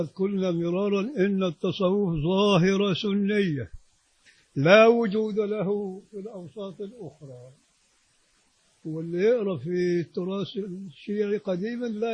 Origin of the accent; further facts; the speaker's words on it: Egypt; نطلع بره في الشارع احنا مواطنين مصريين